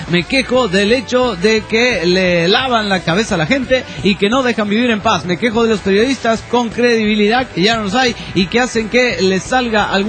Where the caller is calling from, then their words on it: Hartford, Connecticut, United States; de Hartford, Conne